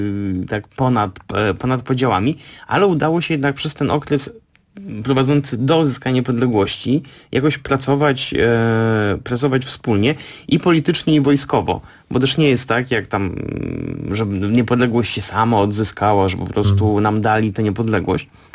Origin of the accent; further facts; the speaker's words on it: Warsaw, Masovian Voivodeship, Poland; ja jestem z Warszawy, jestem wychowany w kulcie powstania